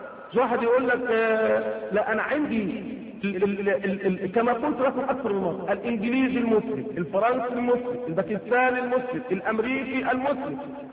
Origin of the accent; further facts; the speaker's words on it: Egypt; فإذا إحنا مصريين، أنا مصري